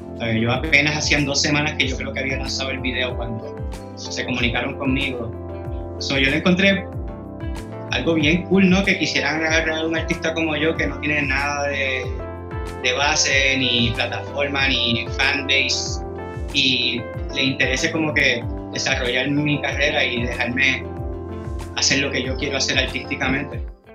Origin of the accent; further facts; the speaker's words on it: Puerto Rico; now in Mexico City, Mexico; yo estoy en la Ciudad de México y, ¿sabes?, los mexicanos ahí me han tratado, pero de que con demasiado amor, y no habemos muchos puertorriqueños en la ciudad